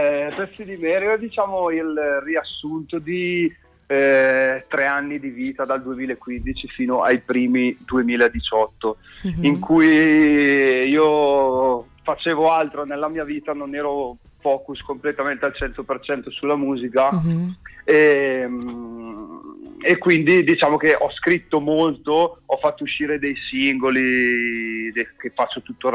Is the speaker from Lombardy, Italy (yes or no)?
yes; Salò, Lombardy, Italy; io in realtà non sono proprio della città di Brescia, io arrivo da un paesino che è Salò sul lago di Garda, quindi sono ancora più isolato.